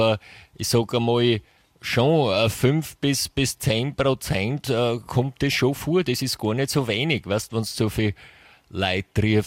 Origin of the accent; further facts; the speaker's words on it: England, United Kingdom; Ich bin ja in England aufgewachsen.